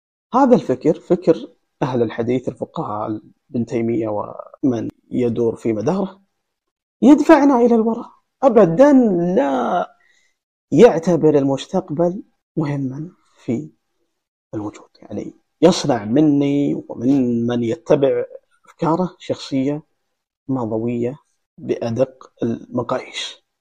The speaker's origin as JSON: {"language": "Arabic", "country": "Saudi Arabia", "said": "هل أنا كمواطن سعودي في هذا العصر"}